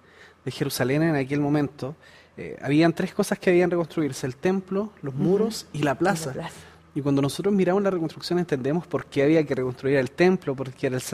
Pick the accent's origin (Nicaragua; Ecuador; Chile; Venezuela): Chile; si ustedes me preguntan a mí, yo me siento muy chileno en general